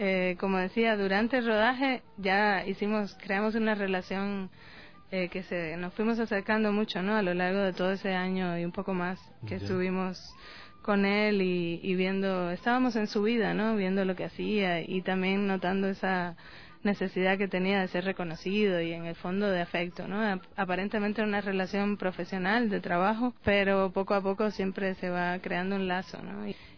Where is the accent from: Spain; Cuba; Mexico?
Cuba; yo soy cubana, estudié en Cuba la licenciatura y también estudié en la Escuela de San Antonio de los Baños